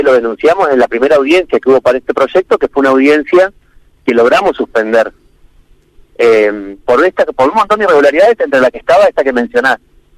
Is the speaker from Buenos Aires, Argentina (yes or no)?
no; Río Negro, Argentina; el Golfo San Matías, que es de donde yo soy, digamos, yo vivo acá en Las Grutas, frente al mar